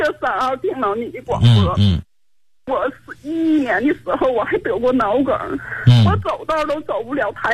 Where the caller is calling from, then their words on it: Tai'an, Shandong, China; 我是泰安离心学员。